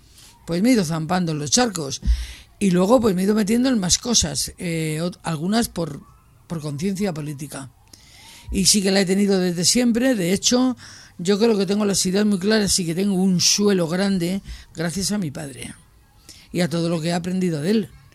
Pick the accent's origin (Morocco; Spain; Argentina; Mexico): Spain; Madrid, Community of Madrid; me crié en Madrid. Tengo el primer desahucio con 11 años, que nos tiran la casa para hacer la avenida de San Francisco el Grande, más grande. Y nos llevan a San Cristóbal de Los Ángeles, que era un descampado con 4 bloques.